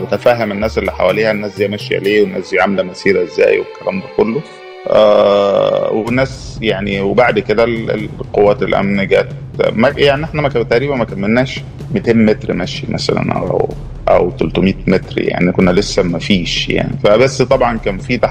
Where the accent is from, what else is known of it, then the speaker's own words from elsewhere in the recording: Egypt; احنا ناس نوبي، احنا النوبيين يعني بنحتفي بالتراث والثقافة بتاعتنا